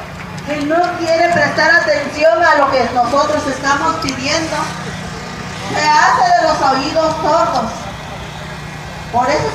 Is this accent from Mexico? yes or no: yes; Mexico; no vamos a permitir a que se nos siga pisoteando como mexicanos que somos